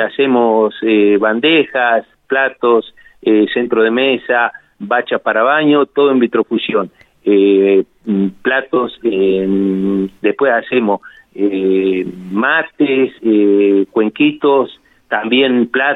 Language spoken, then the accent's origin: Spanish; General Pico, La Pampa, Argentina; now in Santa Rosa, Argentina; Yo soy de General Pico, en realidad. Sí. Bueno, ahora estoy acá radicado en Santa Rosa.